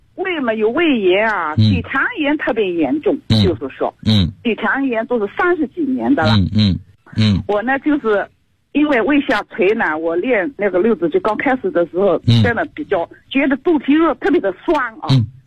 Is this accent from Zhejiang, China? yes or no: no; Suzhou, Jiangsu, China; 我是来自江苏苏州地区的一个学生。